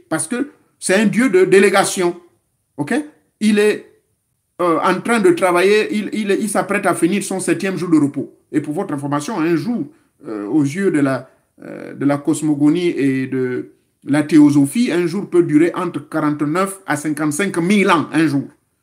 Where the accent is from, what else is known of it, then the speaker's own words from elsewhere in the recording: Gabon; celui que nous appelons chez nous au Gabon, Moussavou